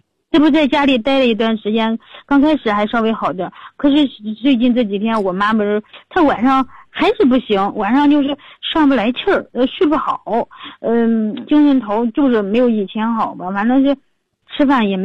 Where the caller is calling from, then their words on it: Changping, Beijing, China; 我们是昌平南齐家村这边的。